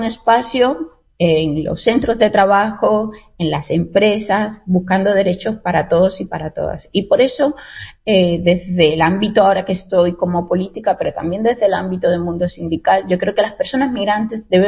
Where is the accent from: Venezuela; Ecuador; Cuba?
Cuba; now in Spain; yo soy inmigrante, o sea, todo hay que decirlo. Soy cubana y se ve físicamente racializada, una mujer racializada, y nunca he escondido de dónde provengo